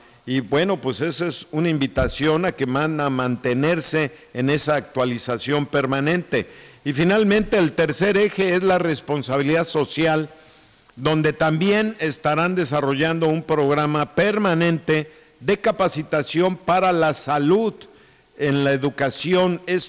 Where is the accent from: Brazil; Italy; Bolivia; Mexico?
Mexico; es un dolor que los mexicanos traemos por lo que pasa en nuestro país